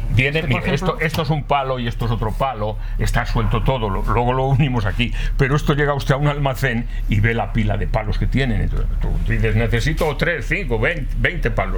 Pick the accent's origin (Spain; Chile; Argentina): Spain; Castile and León; yo soy de la provincia de Valladolid, si va usted a mi tierra, pues verá en las casas antiguas